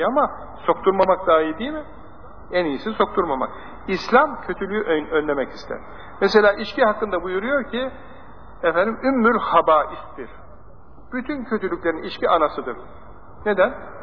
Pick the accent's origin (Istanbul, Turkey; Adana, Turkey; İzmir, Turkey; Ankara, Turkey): Ankara, Turkey; Ankaralıyız.